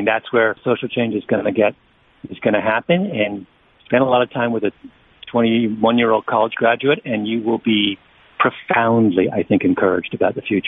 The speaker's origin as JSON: {"language": "English", "country": "Canada", "said": "I mean, I'm a Canadian, really"}